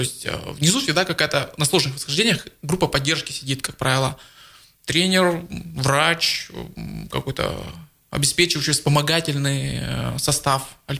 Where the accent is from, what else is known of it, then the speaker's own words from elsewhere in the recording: Abakan, Khakassia, Russia; И вот я сам родом из Абакана.